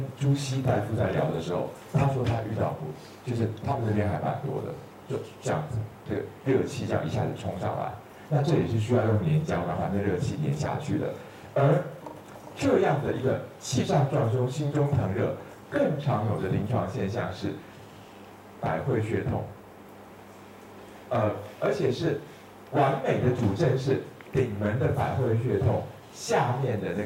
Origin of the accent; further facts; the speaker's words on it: Taiwan; 像我们台湾人都说这个喝啤酒，台湾这边的同好都说啤酒是可以喝的